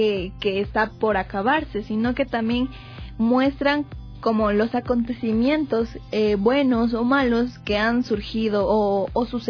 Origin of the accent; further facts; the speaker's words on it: Ecuador; nos hacen como que unirnos un poquito más como familia, como personas, como ecuatorianos sobre todo